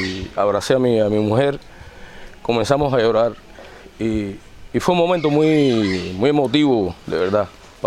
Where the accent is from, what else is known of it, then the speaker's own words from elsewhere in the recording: Cuba; esta situación triste que sentimos hoy todos nosotros como cubanos